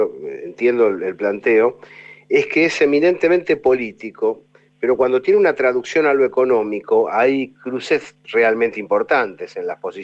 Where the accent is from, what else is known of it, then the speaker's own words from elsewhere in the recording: Argentina; precisamente como ciudadano argentino